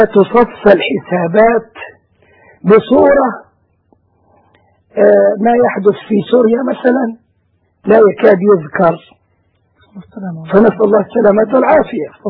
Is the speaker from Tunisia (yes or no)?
no; Egypt; نحن كشعب مصري مسلم